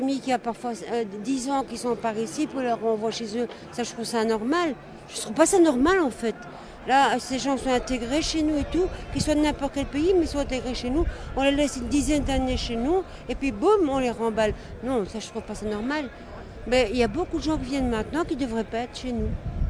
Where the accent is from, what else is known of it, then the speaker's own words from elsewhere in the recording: Belgium; Chez nous, en Belgique, il y a tant de gens qui ont besoin et qu'on ne fait rien pour eux.